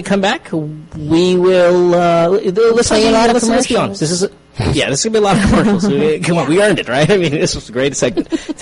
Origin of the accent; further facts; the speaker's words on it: Bocaue, Central Luzon, Philippines; I'm from Bukawi, Bulacan. I grew up in Bulacan where the fireworks are from